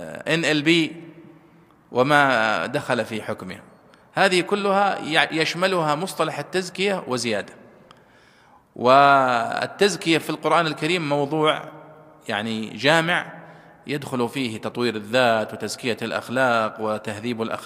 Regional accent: Saudi Arabia; ثم حولوها عندنا في السعودية وزارة التربية والتعليم وفرحنا بذلك

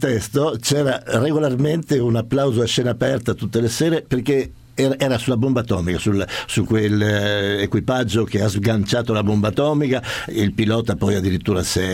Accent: Trieste, Friuli-Venezia Giulia, Italy; in quanto io sono triestino, per cui lo adoro.

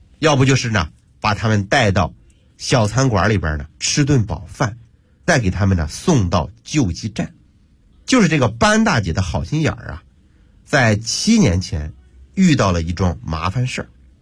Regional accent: Hebei, China; 我要和大伙分享一个发生在我的老家河北的真人真事

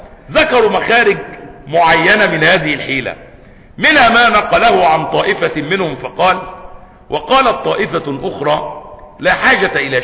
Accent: Egypt; الناس عندنا في مصر اللي بيأكل شعير ولا بيأكل تمر يوم العيد

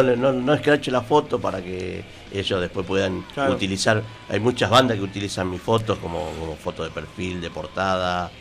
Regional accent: Lomas de Zamora, Buenos Aires Province, Argentina; en mi caso, que yo vengo de Lomas

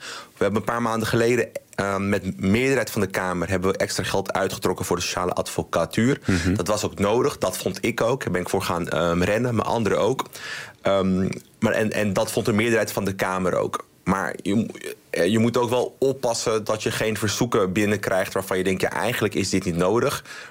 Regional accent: Amsterdam, North Holland, Netherlands; nou, ik ben een Amsterdammer.

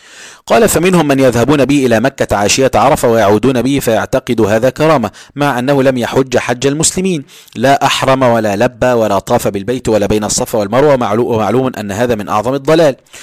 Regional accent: Egypt; والناس عندنا في مصر في بعض الأماكن في القاهرة وغيرها

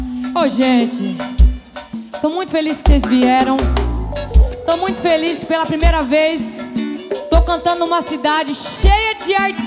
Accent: Mato Grosso do Sul, Brazil; são referências pra mim que vim lá do Mato Grosso do Sul. Caipira do meio do mato.

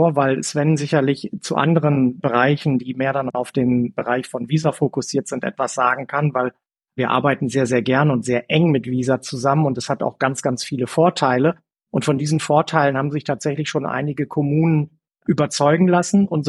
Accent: Bersenbrück, Lower Saxony, Germany; Ich habe irgendwann mal meine Ausbildung bei einer kleinen Sparkasse in Niedersachsen gemacht, da wo ich herkomme, in Bersenbrück im schönen Osnabrücker Land.

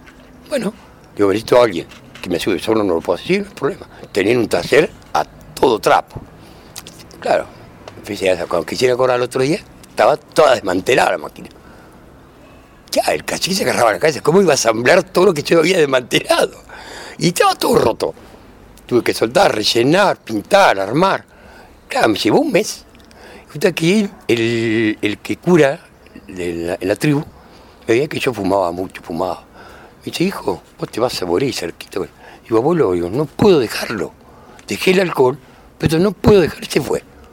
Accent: Argentina; el clásico porteño, como somos argentinos

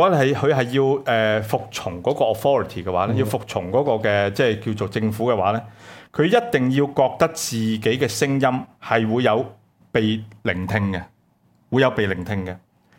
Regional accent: Hong Kong; 你看到今日呢又再測試我們香港人底線

